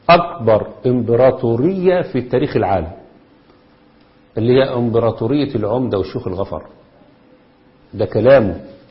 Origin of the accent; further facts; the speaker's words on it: Egypt; وده اللي بيحصل عندنا في مصر بالضبط دلوقتي.